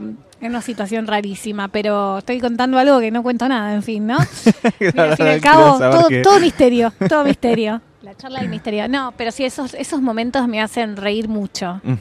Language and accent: Spanish; Argentina; Está claro que soy argentina, no sé hablar gallego, ¿viste? El dialecto.